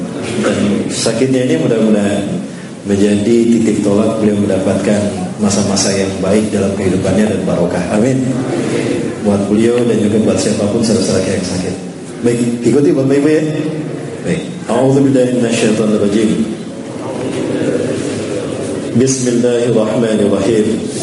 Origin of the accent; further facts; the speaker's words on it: Bandung, West Java, Indonesia; Saya asli dari Bandung, kelahiran Bandung dan keluarga Bandung Padang ya. Ibu saya dari Bandung, ayah saya putra Padang, Bukit Tinggi, Sunepuan. Jadi Sunda Padang, Pak.